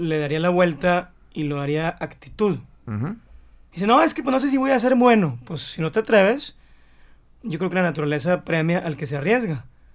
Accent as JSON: {"language": "Spanish", "country": "Mexico", "said": "que soy mexicano"}